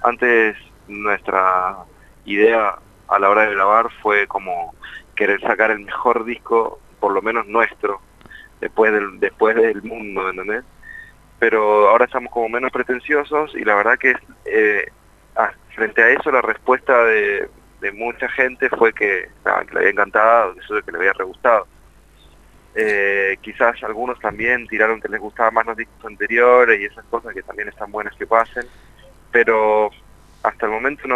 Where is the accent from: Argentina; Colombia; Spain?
Argentina; Mendoza; now in Buenos Aires, Argentina; porque nosotros venimos de Mendoza y en Capital, estamos viviendo en Capital ya hace muchos años